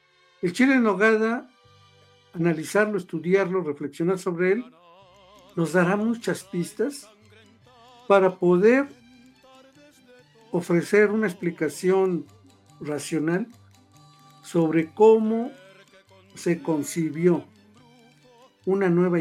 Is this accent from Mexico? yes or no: no; Costa Rica; born there; Para mí, haber nacido en Costa Rica está bien, pero soy mexicana.